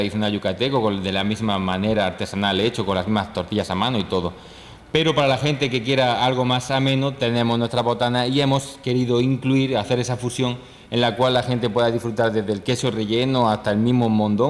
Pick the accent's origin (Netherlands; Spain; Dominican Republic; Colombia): Spain; Y en nuestro caso, igual también como vengo de España